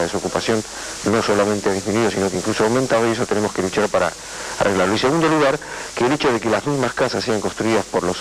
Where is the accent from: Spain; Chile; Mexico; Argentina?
Argentina; sigo siendo peronista y además soy argentino